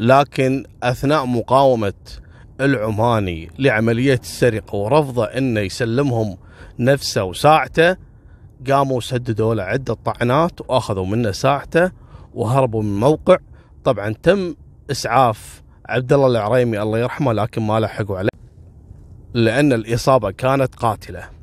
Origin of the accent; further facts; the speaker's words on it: Kuwait; فيستغل قضية البدون عندنا في الكويت إنه ما عندهم إثباتات